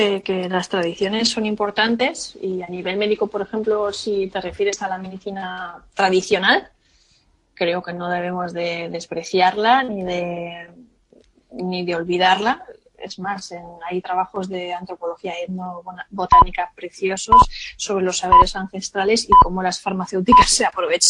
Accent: Alicante, Valencian Community, Spain; Nosotros somos alicantinos

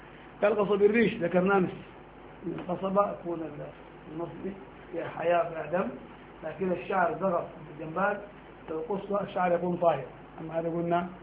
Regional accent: Sudan; نحن قديما عندنا في السودان

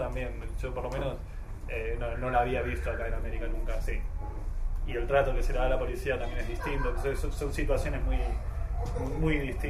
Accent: Argentina; now in Spain; yo soy de Argentina, ¿no? Entonces viví muchos años ahí también.

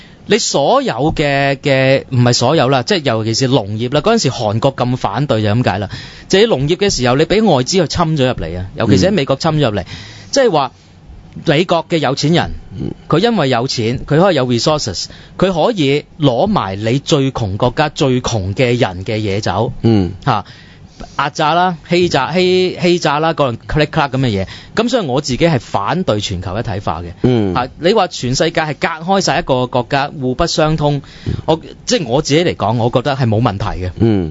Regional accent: China; 我中國人唔知道自己窮㗎嘛

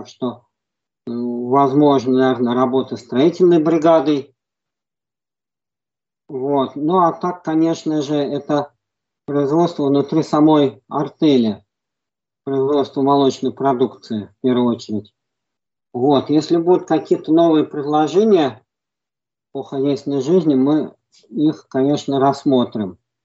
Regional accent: Moscow, Russia; я сам коренной москвич. Вот, хотел выехать из Москвы еще со студенчества.

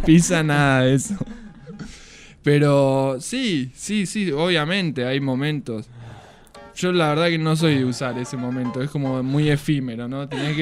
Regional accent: Mar del Plata, Buenos Aires Province, Argentina; now in La Plata, Argentina; Y acá en La Plata, soy de Mar del, me pasó que en Mar del hay otro respeto con el tránsito.

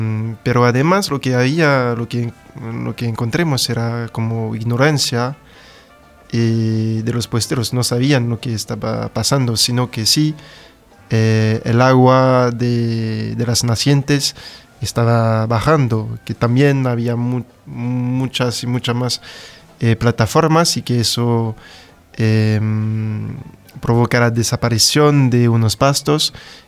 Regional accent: France; Spanish is a second language; yo soy un estudiante francés haciendo una tesis doctoral de sociología en Francia, en una ciudad del suroeste que se llama Pau.

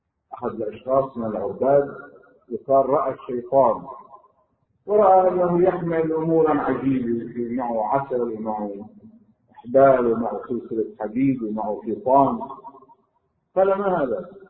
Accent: Lebanon; وبعد في مطارح عندنا بلبنان مي ما فيها

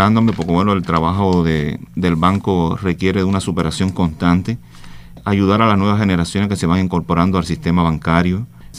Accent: Jagüeyal, Ciego de Ávila, Cuba; en Jagüeyal me crié desde niño, hice mi primaria, mi secundaria, mis primeros años de trabajo en Venezuela, viajaba para Jagüeyal.

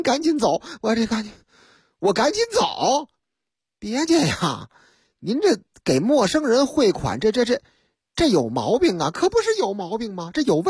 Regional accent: Beijing, China; 我这口音我都听出来了。你看咱们是北京人是吧，咱们是如假包换的老北京

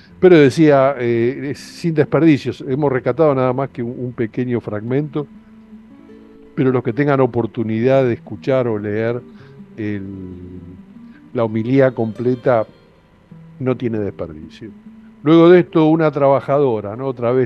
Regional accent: Argentina; a nosotros como argentinos, digo, a la distancia

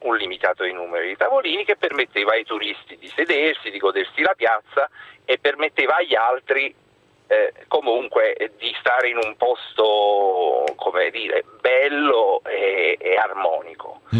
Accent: Naples, Campania, Italy; now in Rome, Italy; io sono un napoletano che vive a Roma da 20 anni.

